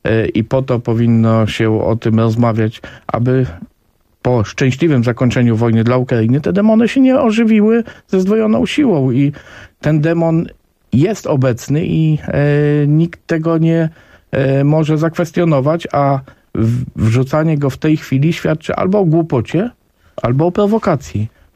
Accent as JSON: {"language": "Polish", "region": "Subcarpathian Voivodeship", "country": "Poland", "said": "Panie redaktor, ja jestem z Podkarpacia."}